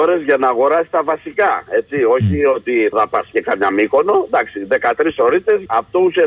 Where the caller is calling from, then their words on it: Kallithea, Attica, Greece; είμαι από την Καλλιθέα, ρε.